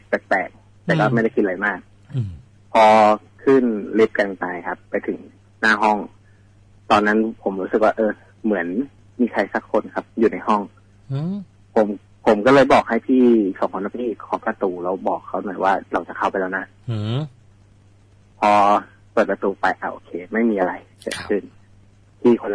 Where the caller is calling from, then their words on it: Bangkok, Thailand; กรุงเทพครับ